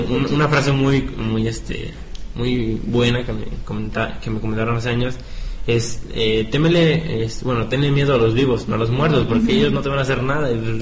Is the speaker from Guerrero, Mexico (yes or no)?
yes; Guerrero, Mexico; de donde soy, de Guerrero